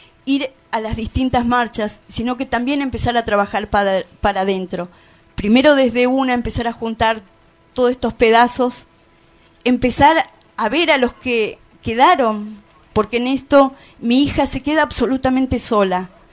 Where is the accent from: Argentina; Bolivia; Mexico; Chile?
Argentina; dijimos, las dos somos de Argentina, nos abrazamos